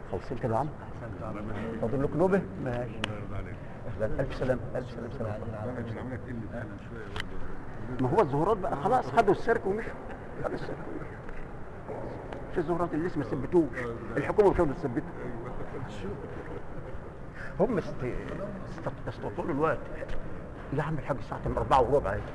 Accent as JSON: {"language": "Arabic", "country": "Egypt", "said": "إحنا كلنا كده كمصريين ويمكن كعرب"}